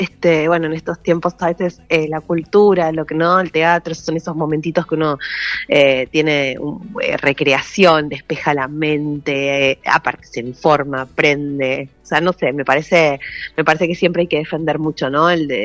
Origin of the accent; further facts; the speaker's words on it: Quilmes, Buenos Aires Province, Argentina; yo soy actriz y dramaturga quilmeña, nací acá en Quilmes y hago mucho teatro acá hace más de 20 años.